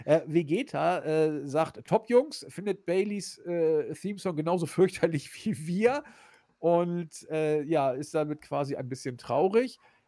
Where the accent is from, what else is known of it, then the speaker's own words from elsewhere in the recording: Hamburg, Germany; Ich als Hamburger